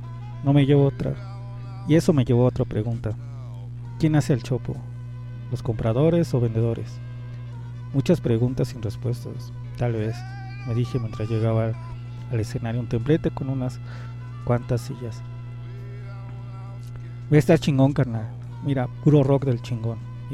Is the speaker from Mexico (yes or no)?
yes; Iztapalapa, Mexico City, Mexico; que vengo de Iztapalapa